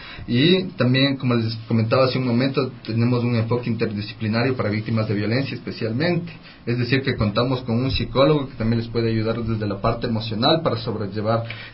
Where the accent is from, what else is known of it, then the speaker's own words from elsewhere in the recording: Riobamba, Chimborazo, Ecuador; now in Quito, Ecuador; yo no soy de aquí, de Quito, yo soy de Riobamba. Vine hace 5 años para estudiar Derecho en la Católica. Ahorita estoy culminando mis estudios. Vivo cerca aquí, en la 7 de diciembre y hueso.